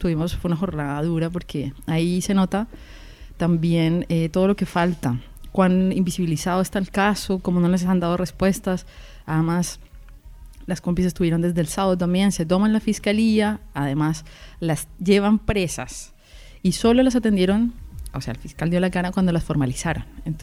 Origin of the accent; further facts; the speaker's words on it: Colombia; moved away; Primero porque yo me fui de Colombia, porque yo sentía que no podía ser libremente lesbiana allá.